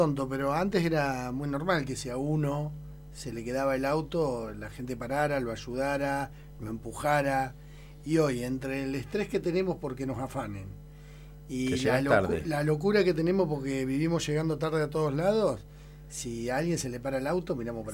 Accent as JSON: {"language": "Spanish", "country": "Argentina", "said": "Si somos Argentina, somos un país riquísimo."}